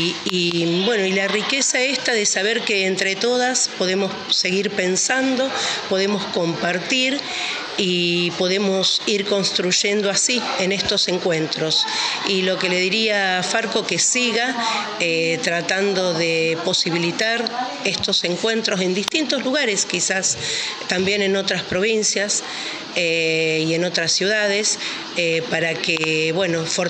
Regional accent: Rosario, Santa Fe, Argentina; de Rosario, de la Radio Aire Libre, FM 91.3.

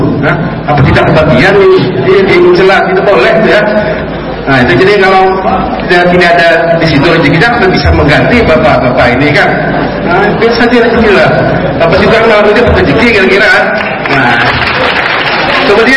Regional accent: Banjarmasin, South Kalimantan, Indonesia; Saya dari Banjarmasin, Kalimantan Selatan, Universitas Utara.

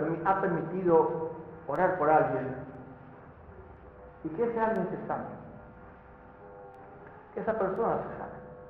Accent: Paraguay; estando en mi país, en Paraguay

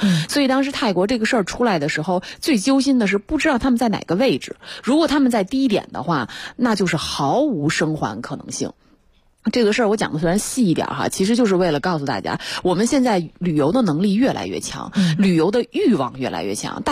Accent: northern China, China; 因为我是北方人哈，其实我对这种情况不是很了解

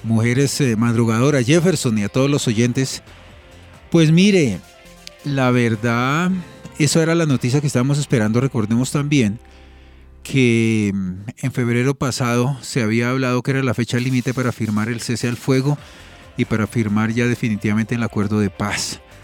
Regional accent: Colombia; en esta etapa que comenzamos, que es la etapa posconflicto, pues también exigir como colombianos

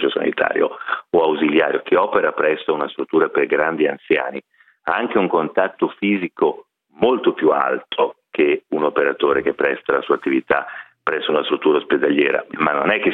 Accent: Milan, Lombardy, Italy; anche da milanese mi fa tanto tanto piacere

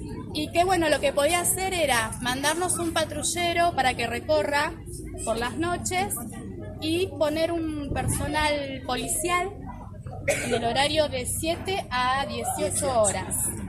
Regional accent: Máximo Paz, Buenos Aires Province, Argentina; Nosotros damos la cara porque somos de Máximo Paz y queremos lo mejor para la escuela.

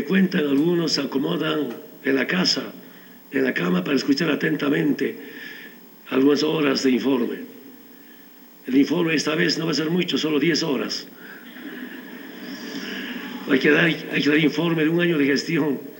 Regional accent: Orinoca, Oruro, Bolivia; born there; A mi pueblo, quien me vio nacer, autoridad original de Orinoca

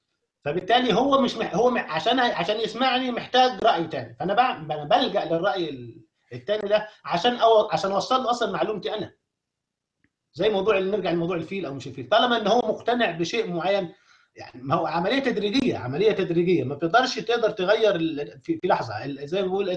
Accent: Egypt; أي مكان داخل مصر كدولة احنا كلنا مصريين نتكلم فيها

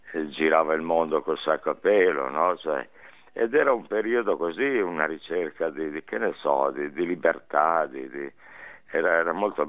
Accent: Reggio Emilia, Emilia-Romagna, Italy; born there; now in Milan, Italy; io sono ormai 50 anni che sono a Milano, però ci tengo a dire che sono emiliano, perché sono

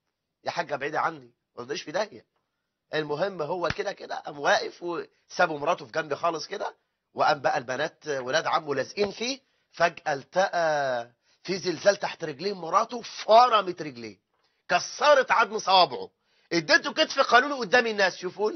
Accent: Egypt; ده احنا عندنا في مصر العنوسة وصلت إلى 9 مليون

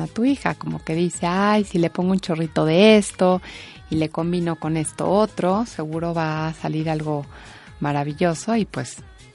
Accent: Mexico; Yo como mexicana te puedo decir que sí es la mejor

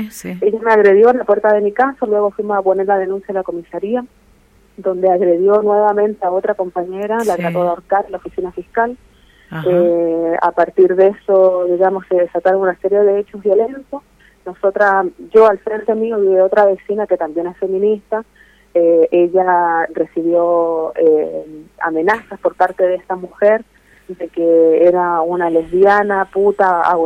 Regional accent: Chile; Yo soy chilena

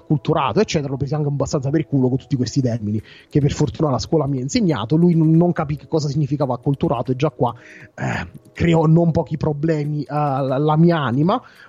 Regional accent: Fisciano, Campania, Italy; also born or lived in Salerno; vengo da Fisciano, tornare a Salerno per me non è un problema perché lo conosco come le mie tasche, visto che ho abitato per tanti anni a Salerno.

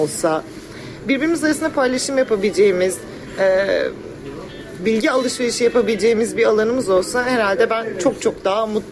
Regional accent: Büyükada, Istanbul, Turkey; 23 yaşındayım, doğma büyüme Büyükadalıyım. Buradan bir Büyükadalı genç olarak seslenmek istiyorum.

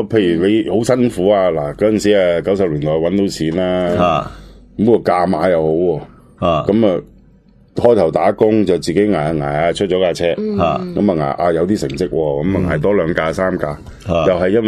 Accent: Chaozhou, Guangdong, China; 我对咗半世啦，我潮州人

